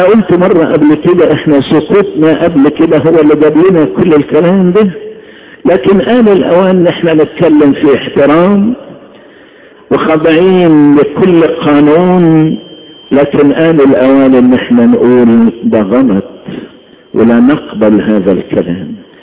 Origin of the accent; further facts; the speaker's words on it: Egypt; مصري قبل اي انسان